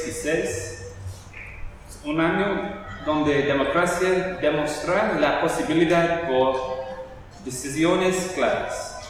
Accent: England, United Kingdom; Spanish is a second language; soy director de Inglaterra

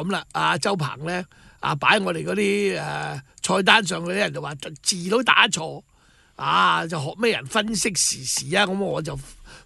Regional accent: Hong Kong; 究竟值不值得我們香港人每天給100元

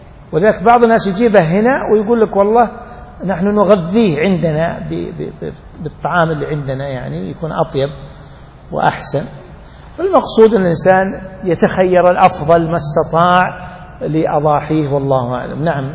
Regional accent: Najd, Saudi Arabia; والحري يعني قليل عندنا في نجد

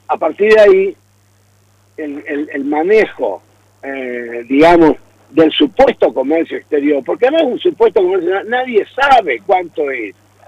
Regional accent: Argentina; nosotros como argentinos, la Argentina no tiene ningún poder sobre eso

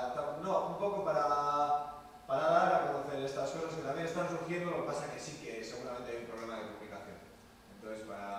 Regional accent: Basque Country, Spain; ya que venimos de Euskal Herria y a veces el lenguaje es problema y a veces es desconocimiento, ¿no?

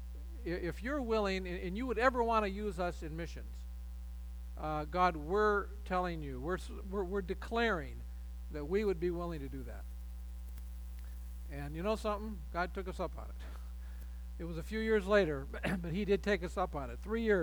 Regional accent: Michigan, United States; We have a great marriage. We are both from Michigan.

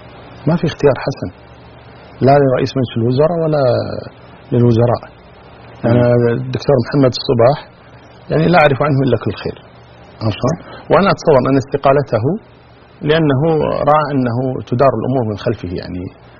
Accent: Kuwait; أولا نقول كلمة عندنا في الكويت نقولها، فك نفسك.

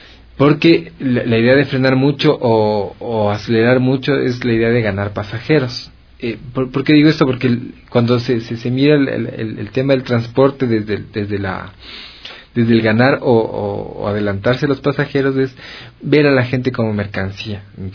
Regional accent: Quito, Pichincha, Ecuador; cómo nos aporta a nosotros como quiteños. Estamos aquí en Quito

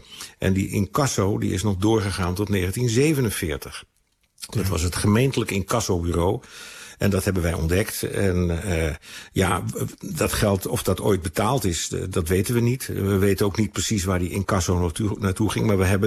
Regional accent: Amsterdam, North Holland, Netherlands; Ik kom zelf uit Amsterdam. Mm-hmm. Mijn ouders zijn uit die stad ontvlucht in de oorlogsjaren

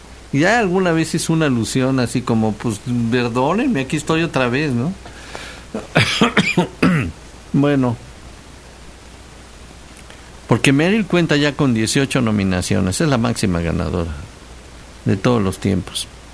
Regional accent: Mexico; Y ya saben cómo somos los mexicanos

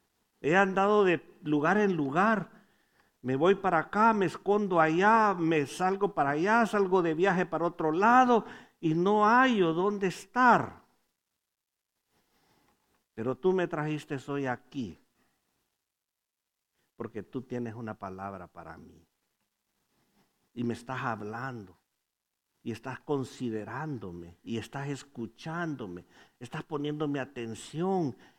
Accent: Honduras; moved away; Como hondureño diría, estaba güero el hombre.

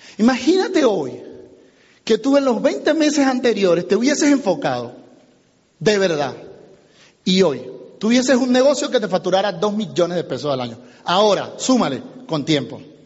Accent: Venezuela; now in United States; Ah, sí, yo soy venezolano, somos vecinos.

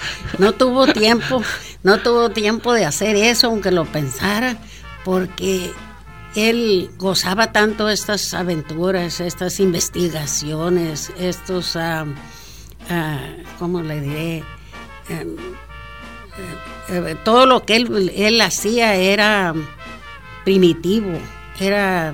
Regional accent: San Blas, Nayarit, Mexico; Yo que soy de San Blas.

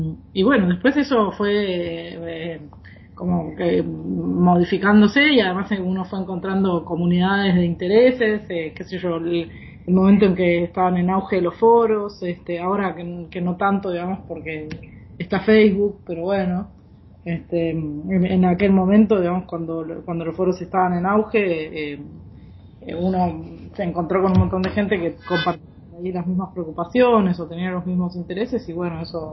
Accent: Argentina; Yo soy de Argentina.

